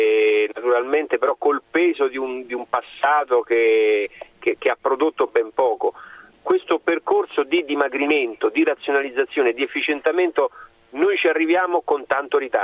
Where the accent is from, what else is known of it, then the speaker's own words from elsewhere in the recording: Rome, Lazio, Italy; io lo dico da romano, ma non è un fatto campanilistico